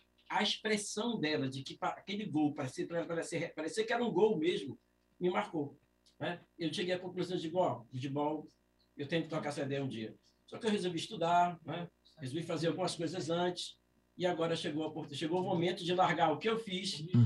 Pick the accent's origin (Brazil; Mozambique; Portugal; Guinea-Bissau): Brazil; Rio Grande do Sul; O futebol é amazonense, só que eu sou gaúcho. Tá? E lá no Rio Grande do Sul a gente joga bolita lá.